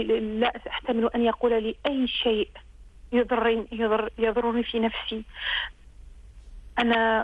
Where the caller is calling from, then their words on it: France; من فرنسا، أريد سؤال